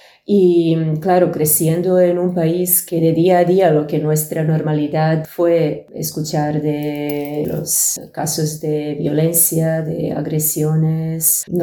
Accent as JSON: {"language": "Spanish", "country": "Serbia", "moved": "yes", "said": "salir de Serbia y todo lo que ha venido después. De alguna forma, todo lo que recuerdo relacionado con mi país de origen fue conectado con la guerra civil"}